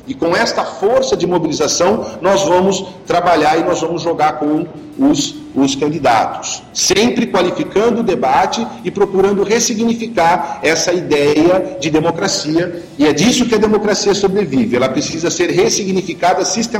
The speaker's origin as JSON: {"language": "Portuguese", "country": "Brazil", "said": "Nós somos brasileiros, a gente pertence a esse todo."}